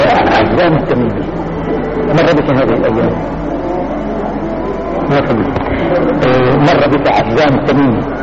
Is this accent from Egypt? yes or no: no; Syria; كما يقول العامة عندنا في الشام